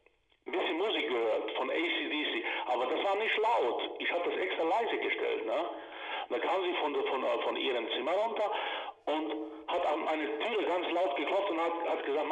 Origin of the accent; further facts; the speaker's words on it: Croatia; Ich komme aus Kroatien.